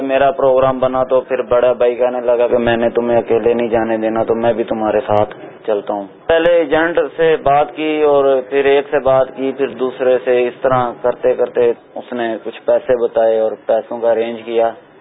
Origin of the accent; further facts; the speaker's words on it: Gujrat, Punjab, Pakistan; میں گجرات کا رہنے والا ہوں.